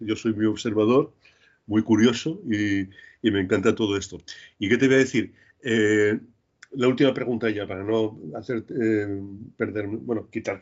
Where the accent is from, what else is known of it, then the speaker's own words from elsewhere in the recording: Huesca, Aragon, Spain; Y sí, yo soy de aragonés, soy de Huesca y tal